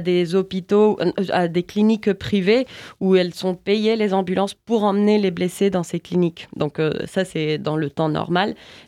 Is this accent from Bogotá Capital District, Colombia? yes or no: no; Cali, Valle del Cauca, Colombia; French is a second language; Je parle seulement de Cali parce que je viens de Cali